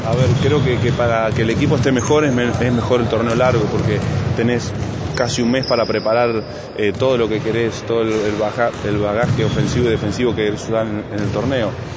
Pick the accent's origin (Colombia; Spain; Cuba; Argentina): Argentina; creo que este año somos muchos argentinos los que estamos allá